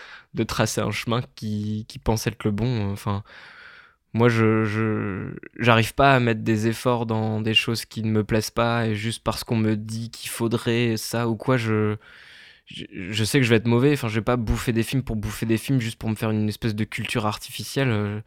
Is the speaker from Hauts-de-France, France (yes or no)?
yes; Hauts-de-France, France; à Amiens, parce que je viens de Picardie, à Amiens, il y a un lycée avec option audiovisuelle